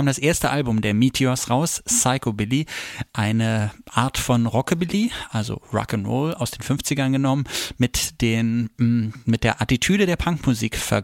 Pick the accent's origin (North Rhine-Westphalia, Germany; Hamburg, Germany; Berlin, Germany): Berlin, Germany; das gilt wahrscheinlich eher für meine Heimatstadt Berlin als zum Beispiel fürs Land.